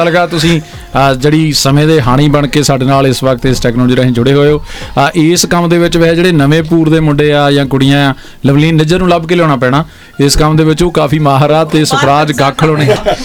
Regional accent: Hoshiarpur, Punjab, India; now in New Zealand; ਮੇਰਾ ਜਨਮ ਮਾਲਪੁਰ ਦਾ ਹੈ ਜੀ, ਜੰਪਲ ਮੈਂ ਹੁਸ਼ਿਆਰਪੁਰ ਦਾ, ਫੁੱਟਬਾਲ ਦੀ ਧਰਤੀ ਨਾਲ ਜੁੜਿਆ

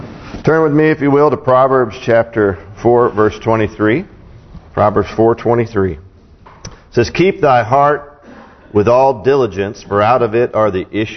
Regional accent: West Coast, United States; All right, I'm from the West Coast, so I guess that's what we're supposed to be.

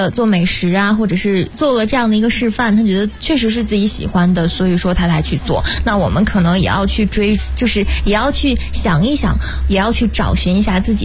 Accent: Hebei, China; 因为我河北人嘛

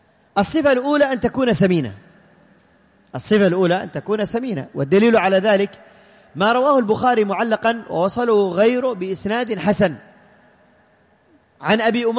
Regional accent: Yemen; الذكر عندنا في اليمن أغلى ثمنا من الأنثى

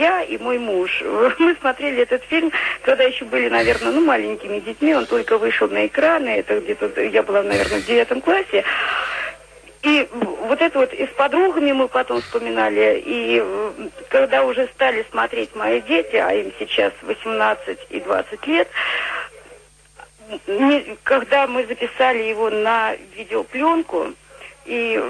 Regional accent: Bryansk, Bryansk Oblast, Russia; Да, конечно, я из Брянска.

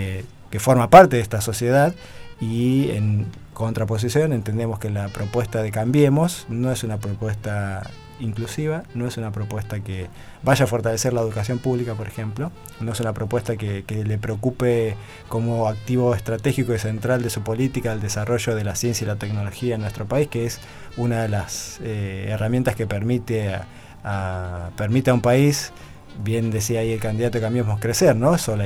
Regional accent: Argentina; Yo como docente universitario y como ciudadano argentino tengo mi posición política

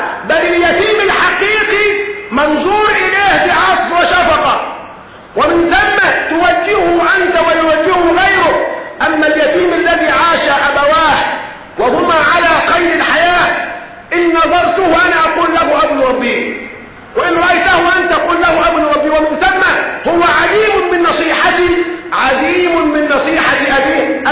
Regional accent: Egypt; ما هو بنت الجار بنتي، والمصرية محسوبة علي انا كمصري

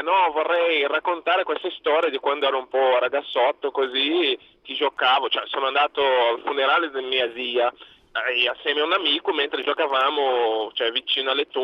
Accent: Brazil; Tieni presente che non sono mica in Italia, io sono brasiliano.

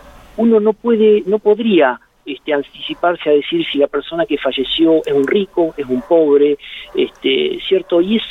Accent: Douglas, Argentina; yo soy nacido en un pueblo, en Douglas.

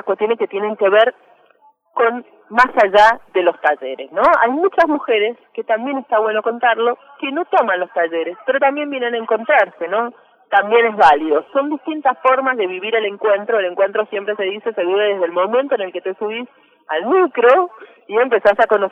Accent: Mendoza, Argentina; por ejemplo, las que venimos de Mendoza, ¿no?

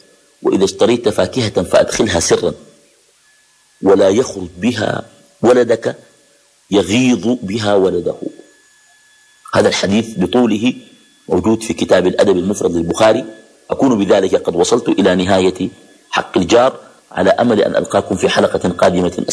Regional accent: Khartoum, Sudan; بعض الأحياء عندنا في الخرطوم بتكون أحياء مغلقة، ناس بيقندبوا في الشقق وكده، ديل ما بكون زي الأحياء اللي بيسموها الأحياء الشعبية

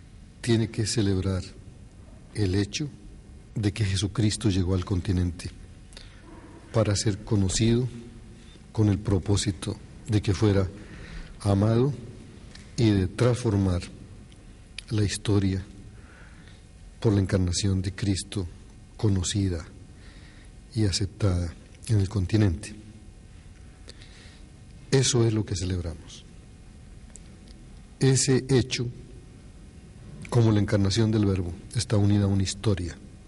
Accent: Colombia; soy colombiano

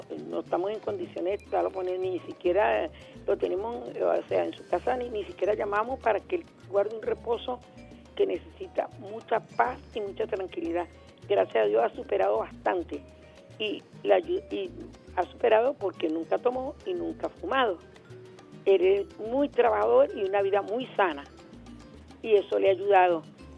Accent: Venezuela; Allí es uno como venezolano

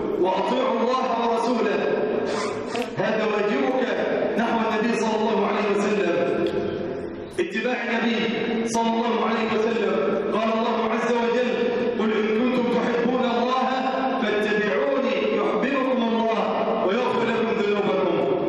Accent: Egypt; بلادنا مصر

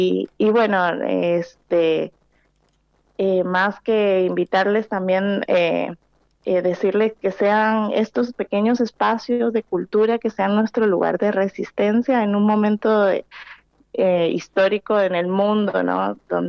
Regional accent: Limón, Costa Rica; yo soy centroamericana, nací en el Caribe de Costa Rica, y crecí escuchando boleros, trovadores en la playa

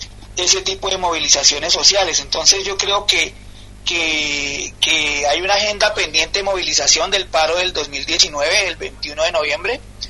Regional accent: Colombia; Nosotros creemos, como colombianos y como sindicalistas, que esta pandemia lo que ha demostrado es que esos problemas que tenemos como países latinoamericanos

